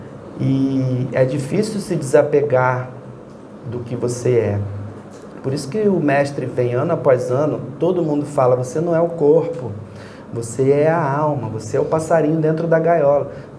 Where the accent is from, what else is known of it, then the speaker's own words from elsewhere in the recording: Rio de Janeiro, Brazil; eu sou carioca, moreno, cabelo encaracolado, botafoguense, estudei Índia.